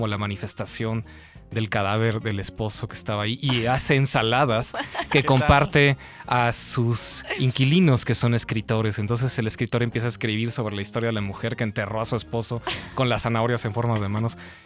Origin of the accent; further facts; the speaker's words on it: Mexico; ya hasta me dicen que soy japonés, no mexicano.